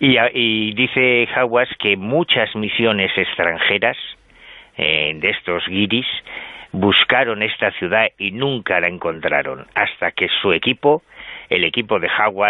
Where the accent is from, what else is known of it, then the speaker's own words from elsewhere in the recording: Galicia, Spain; Es que yo soy gallego practicante.